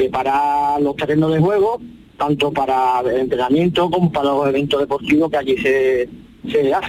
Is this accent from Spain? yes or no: yes; Seville, Andalusia, Spain; Soy de Sevilla